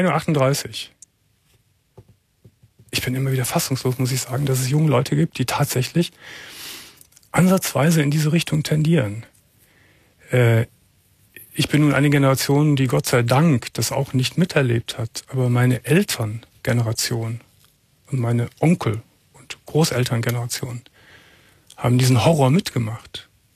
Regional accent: Cologne, North Rhine-Westphalia, Germany; Eigentlich ist es meine Heimatstadt.

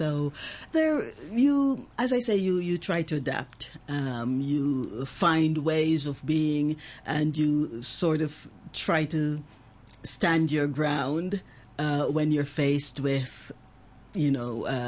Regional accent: Jamaica; Growing up in Jamaica, the relationships between parents, kids, between the people and the politicians

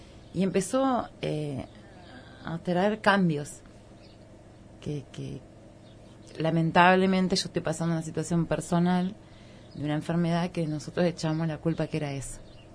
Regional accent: Concordia, Entre Ríos, Argentina; Yo vengo de un lugar, yo vengo de Concordia, Entre Ríos, pueblo.

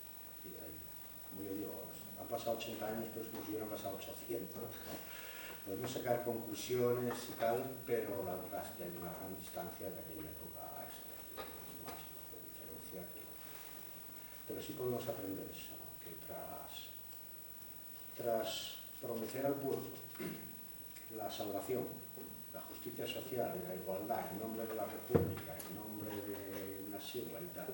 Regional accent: Asturias, Spain; yo también me siento orgulloso de ser asturiano

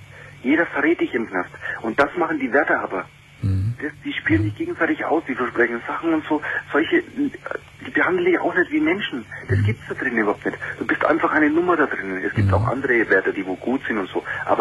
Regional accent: Nuremberg, Bavaria, Germany; Domian, ich lebe in Bayern. Du wirst hier in Bayern für alle Scheiße bestraft. Ich komme aus Nürnberg.

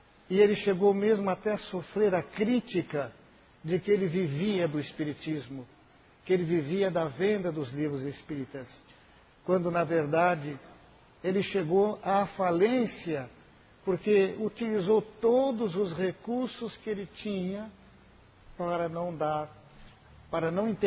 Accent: Mirassol, São Paulo, Brazil; Eu sou de Mirassol. Mirassol é uma grande cidade, uma das maiores cidades deste país.

